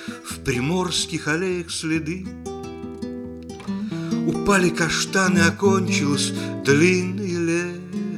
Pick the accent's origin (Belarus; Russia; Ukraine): Ukraine; Kyiv; Ну, поскольку я киевлянин, я сегодня буду часто возвращаться к этому городу, потому что Киев я люблю.